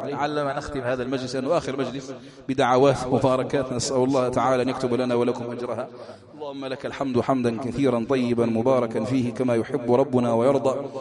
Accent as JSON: {"language": "Arabic", "country": "Algeria", "said": "اللهم احفظ بلادنا الجزائر من كل مكروه وسوء وبلاء"}